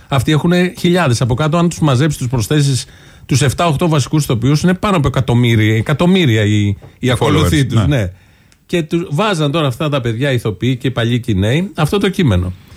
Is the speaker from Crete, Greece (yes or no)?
no; Ilioupoli, Attica, Greece; Και εγώ που γεννήθηκα και μένω στην Ηλιούπολη τα τελευταία 32 χρόνια.